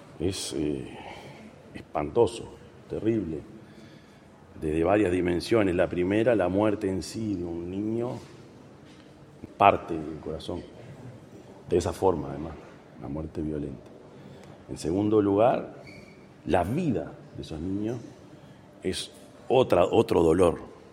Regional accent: Uruguay; Yo soy el presidente de Uruguay

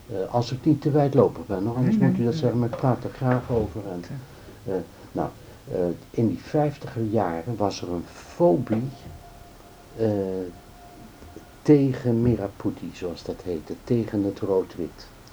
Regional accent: Netherlands; als Hollandse jongen zo die dan niks weet

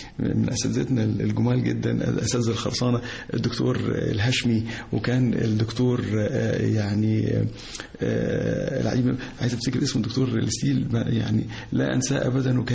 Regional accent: Cairo, Cairo Governorate, Egypt; also born or lived in Giza, Egypt; انا في القاهرة، يعني انا قاهري الحمد لله قاهري فيعني قاهري، وولدت في شبرا، وبعد كده يعني انتقلت الى منطقة الجيزة في الهرم

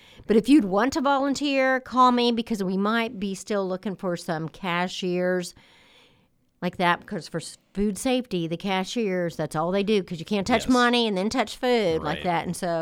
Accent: Indiana, United States; Yeah, because I grew up in Howard County, too.

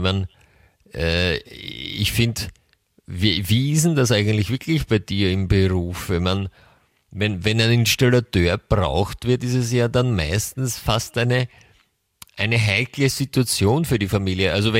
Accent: Austria; bei uns in Österreich läuft das über ein ORF oder?

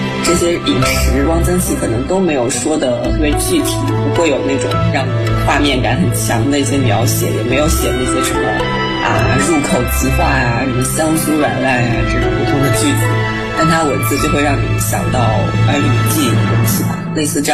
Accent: Anhui, China; 因为书里面好像没有什么直接写到我家乡的食物，其实我也不知道安徽有什么特色食物了。

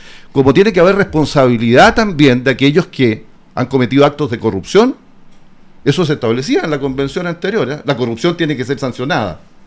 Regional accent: Licantén, Maule, Chile; conozco bien el Maule porque me crié aquí en Licantén, que es un pueblito rural, ya más que un pueblito, una ciudad, vamos a decir

